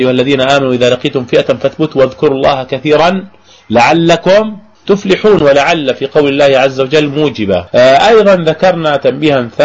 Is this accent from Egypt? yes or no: no; Jordan; حتى عندنا في الأردن يعني في الشوارع يزرعون شجر الغرقد